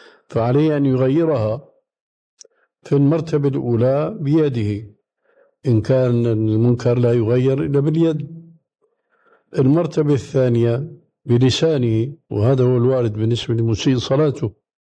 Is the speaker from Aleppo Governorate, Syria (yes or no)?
no; Damascus, Damascus Governorate, Syria; كما يقول عندنا في دمشق مفشكلة يعني ما هي صحيحة